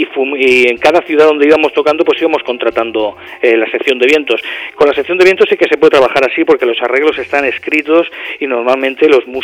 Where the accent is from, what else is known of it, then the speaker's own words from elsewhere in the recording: Spain; Creo que somos los primeros españoles que hemos grabado ahí, desde luego.